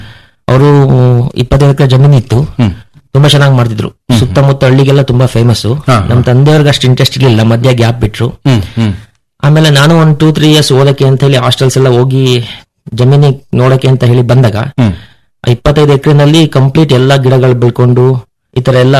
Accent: Kellangere, Karnataka, India; ಊರು ಅರಸೀಕೆರೆ ತಾಲೂಕು ಕೆಲ್ಲಂಗೆರೆ.

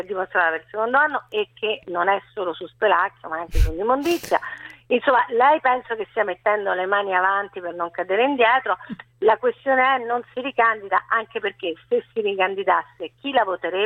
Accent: Rome, Lazio, Italy; Io sono romana, vivo in questa città ed è terribile.

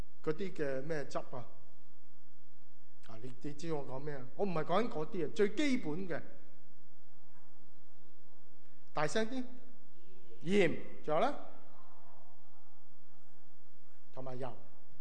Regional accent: China; 嗱，我哋中国人有个错误嘅观念，以为我做咗一啲嘅事咧，神咧就会讨神喜悦啦。

